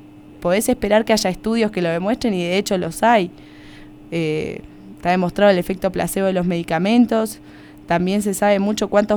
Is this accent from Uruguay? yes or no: yes; Uruguay; moved away; Claro, esa era mi creencia cuando yo llegué de Uruguay.